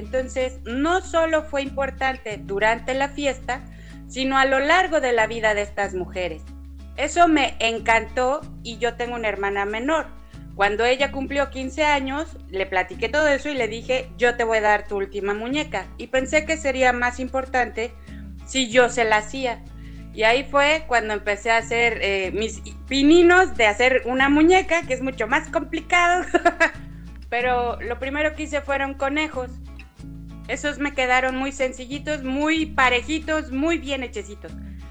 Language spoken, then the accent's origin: Spanish; Quintana Roo, Mexico; moved away as an adult; now in Mexico City, Mexico; yo vivía antes en provincia, en el estado de Quintana Roo, pero en el, cerca del 2000 me fui a la Ciudad de México a estudiar y llegué a vivir a Xochimilco.